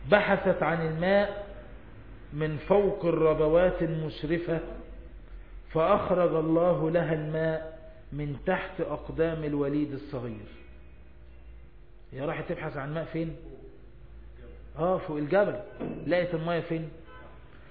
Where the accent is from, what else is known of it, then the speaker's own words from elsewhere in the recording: Egypt; زي نهر النيل كده ما ماشي عندنا في مصر